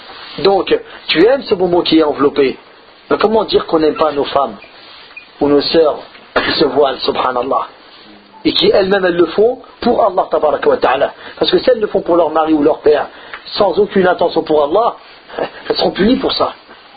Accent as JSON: {"language": "French", "country": "France", "tie": "born or raised there", "said": "Nous, le problème, c'est comme on a grandi en France, on se plaint beaucoup."}